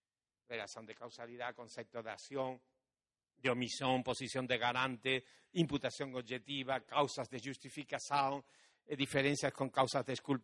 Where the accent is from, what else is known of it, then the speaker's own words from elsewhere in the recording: Portugal; Spanish is a second language; uno de los problemas que yo tengo como portugués es que nunca estudié portugués, nunca estudié gramática portuguesa